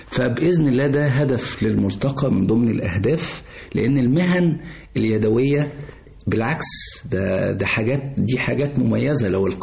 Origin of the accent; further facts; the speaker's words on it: Sharqia Governorate, Egypt; احنا عندنا في الشرقية مثلا بلد كاملة عايشة على زراعة البردي